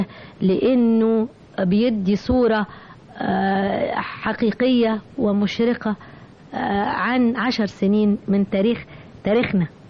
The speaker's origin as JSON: {"language": "Arabic", "country": "Egypt", "said": "شعرت بفخر اني مصرية"}